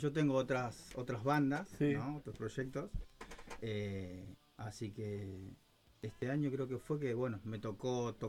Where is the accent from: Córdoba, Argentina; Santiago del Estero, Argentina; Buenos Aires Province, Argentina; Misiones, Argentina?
Buenos Aires Province, Argentina; Moreno; Justo da la casualidad que somos de Moreno.